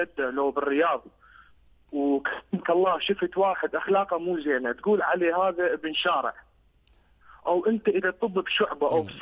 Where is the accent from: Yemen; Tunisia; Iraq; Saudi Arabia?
Iraq; أنا كعراقي حبي إلك